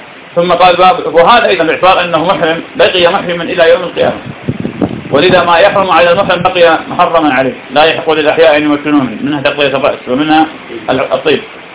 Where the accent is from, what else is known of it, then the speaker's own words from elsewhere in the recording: Iraq; يعني في بلدنا العراق الناس بفضل الله تعالى تبدو في هذا وغيره